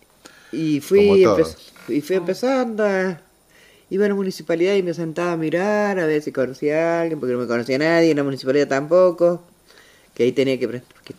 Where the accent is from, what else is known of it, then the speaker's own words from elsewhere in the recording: Capilla del Monte, Córdoba, Argentina; now in Mendoza, Argentina; Yo hace 23 años. Uh-huh. Vine, yo soy cordobesa.